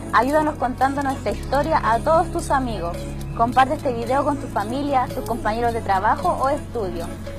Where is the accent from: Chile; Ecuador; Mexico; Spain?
Chile; Tiltil, Santiago Metropolitan Region; Soy de Tiltil.